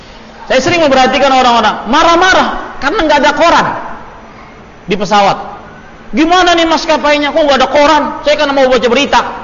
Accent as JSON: {"language": "Indonesian", "town": "Banjarmasin", "region": "South Kalimantan", "country": "Indonesia", "tie": "born or raised there", "said": "Saya kemarin diberitahu di kampung saya di Banjarmasin"}